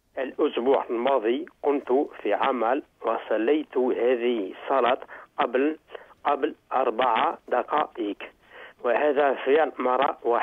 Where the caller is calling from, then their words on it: France; Arabic is a second language; هنا في فرنسا برد شديد في الشتاء